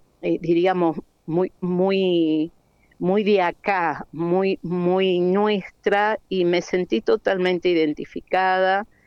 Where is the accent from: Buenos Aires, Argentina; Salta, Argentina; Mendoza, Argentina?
Mendoza, Argentina; buscando qué nombre ponerle a ese dúo que de alguna manera nos identificara como mendocinos